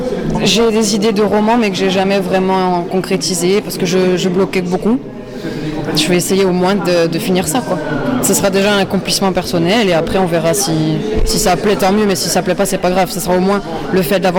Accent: Corte, Corsica, France; Chez moi, à Corté.

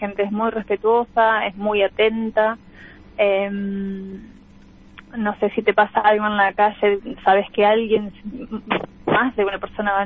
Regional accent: Argentina; also born or lived in Spain; now in England, United Kingdom; yo me fui de Argentina y llego a España. ¿Y qué pasó? Ah, bueno, después llego acá a Inglaterra

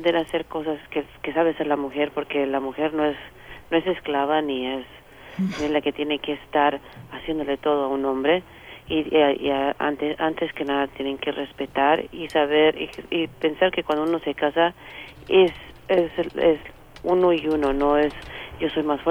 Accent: Mexico; porque como mexicanos nos dijeron que los hombres tenemos que enseñarles otra forma de vida

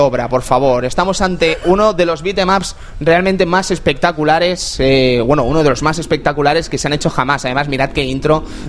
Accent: Fuencaliente, Spain; en Fuencaliente, en mi pueblo, este juego estuvo casi todo el verano metido allí

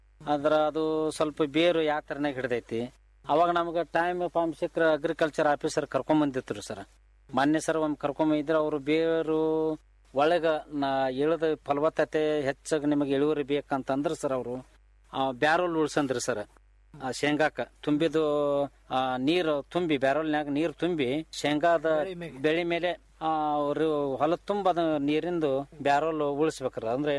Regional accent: Karnataka, India; ನಮ್ಮೂರು ಸರ್ ಇಲ್ಲಿ ಬದಾಮಿ ಮತ ಕ್ಷೇತ್ರದೊಳಗೆ ಬರ್ತೈತ್ರಿ

